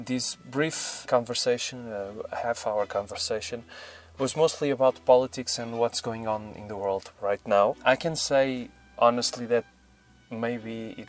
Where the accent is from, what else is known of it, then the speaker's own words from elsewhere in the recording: Portugal; I'm from Portugal